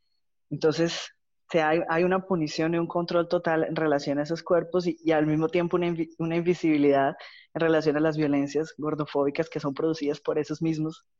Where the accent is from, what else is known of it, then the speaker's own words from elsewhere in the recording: Colombia; now in Florianópolis, Brazil; yo soy de Colombia, pero vivo en Brasil, ya hace unos 8 años, aquí en Florianópolis.